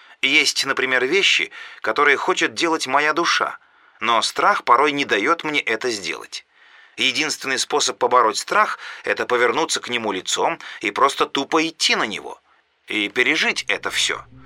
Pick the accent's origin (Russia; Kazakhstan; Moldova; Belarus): Kazakhstan; Я, наконец-то, в 30 лет, что по казахстанским стандартам как-то поздно, а я казашка и живу в Астане